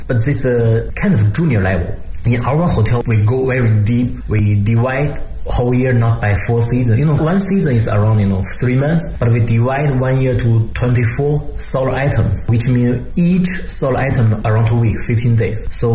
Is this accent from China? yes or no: yes; Beijing, China